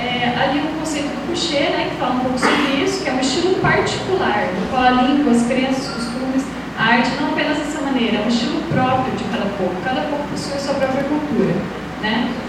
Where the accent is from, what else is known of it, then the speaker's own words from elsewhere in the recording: Ponta Grossa, Paraná, Brazil; eu vim de Ponta Grossa, Paraná.